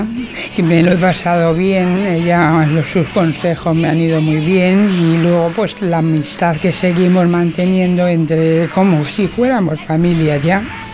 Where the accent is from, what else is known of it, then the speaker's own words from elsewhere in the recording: Almorox, Castilla-La Mancha, Spain; yo soy de Almorós, de la provincia de Toledo